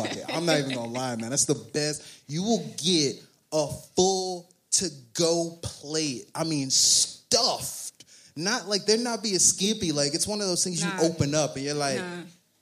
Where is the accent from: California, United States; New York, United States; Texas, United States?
Texas, United States; Pleasant Grove; I grew up in Pleasant Grove, a local ghetto near here.